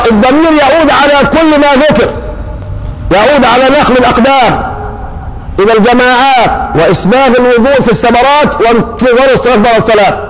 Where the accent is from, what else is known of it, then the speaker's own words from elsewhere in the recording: Egypt; انت عندنا في مصر يوم ما الشمس تشتد ما بتسخنش الفنتاز ولا بتسخنه